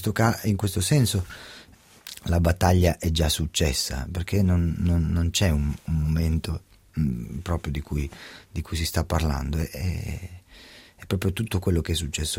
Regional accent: Scandiano, Emilia-Romagna, Italy; now in Milan, Italy; Io sono cresciuto, sì, a Scandiano, e poi ho fatto le scuole a Modena

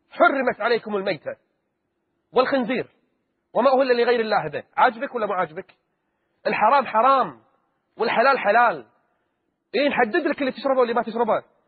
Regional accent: Kuwait; رئيسة فخرية لجمعية نفع عام عندنا بالكويت

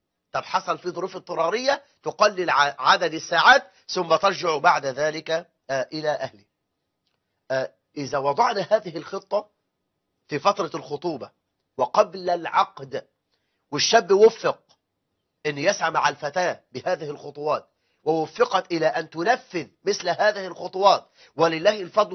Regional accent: Egypt; هذا كلام قليل جدا عندنا في مصر

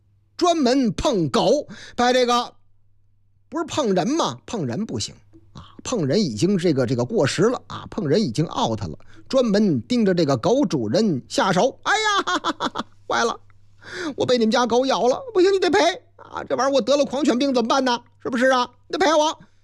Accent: Beijing, China; 投诉最多的行政区是我老家哪个区？朝阳啊。

